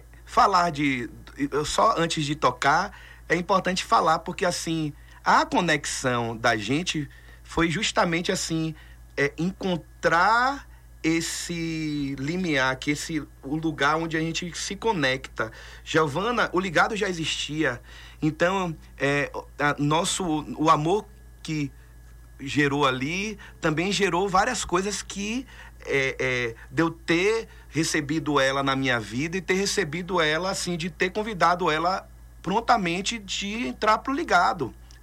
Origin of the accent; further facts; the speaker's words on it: Salvador, Bahia, Brazil; minha família é de Jequié, minha parte do meu pai é de Livramento. Então, assim, mas como eu nasci em Salvador e me formei, a minha formação musical foi lá, então eu tive muito forte a coisa do afro-baiano.